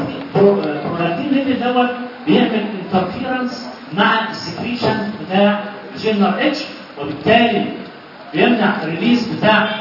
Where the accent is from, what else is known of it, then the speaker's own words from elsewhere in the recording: Egypt; اهم سبب من اسباب الترو انستروم في مصر عندنا هنا